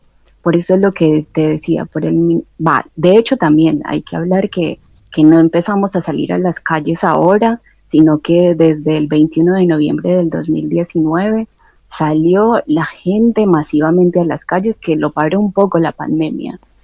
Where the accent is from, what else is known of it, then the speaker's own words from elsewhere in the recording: Medellín, Antioquia, Colombia; yo soy de Medellín